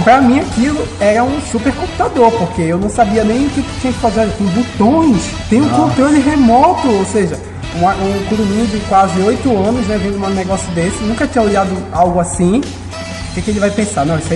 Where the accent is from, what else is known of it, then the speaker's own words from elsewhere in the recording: Amazonas, Brazil; Aí eu cheguei lá e disse, sou do Amazonas.